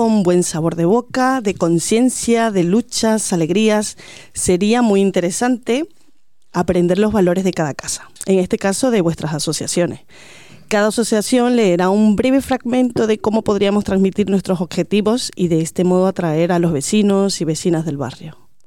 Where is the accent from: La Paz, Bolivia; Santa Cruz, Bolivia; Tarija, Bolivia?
Santa Cruz, Bolivia; Santa Cruz de la Sierra; Soy boliviana, pero... Y en mi ciudad de Santa Cruz había mucho, cuando indagué... Cruceña, exacto, sí. Pues yo llevo 18 años aquí.